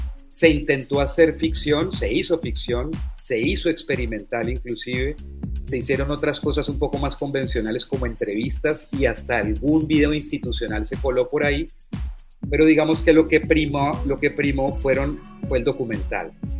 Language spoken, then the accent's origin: Spanish; Cali, Valle del Cauca, Colombia; also born or lived in Bogotá; el Caribe colombiano, que casualmente es la región donde yo vivo hoy. Realmente yo nací en Bogotá, pero me crié en Cali. Y ahorita estoy viviendo en el Caribe colombiano